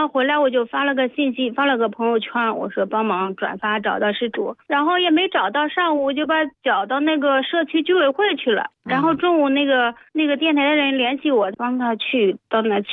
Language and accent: Chinese; Henan, China; 我们是河南人嘛。好多人都看不上我们河南人，我觉得我们河南人骄傲